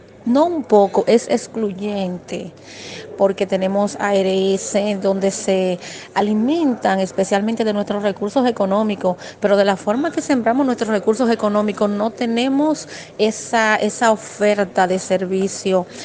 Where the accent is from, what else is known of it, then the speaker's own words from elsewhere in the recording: Dominican Republic; Soy dominicana, como lo dijiste